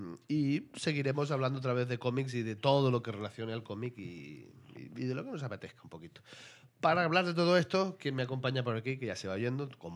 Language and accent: Spanish; Catalonia, Spain; se me ha notado que soy catalán.